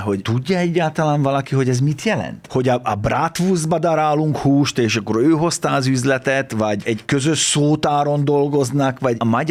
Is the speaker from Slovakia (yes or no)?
yes; Felvidék, Slovakia; mi együtt nőttünk fel, ugye annak idején, ez egy felvidéken, soha semmilyen súrlódás nem volt